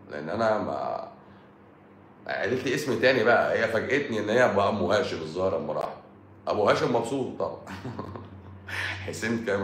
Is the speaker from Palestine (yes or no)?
no; Egypt; احنا مصريين بقى حرف السين بيبقى تقيل، بقى تقيل على لساننا